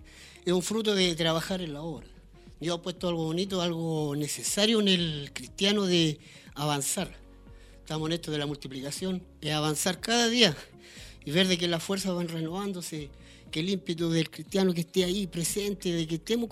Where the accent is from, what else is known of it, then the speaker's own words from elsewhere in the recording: Chillán, Ñuble, Chile; soy de acá de Chillán, pero yo me congrego en Coihueco.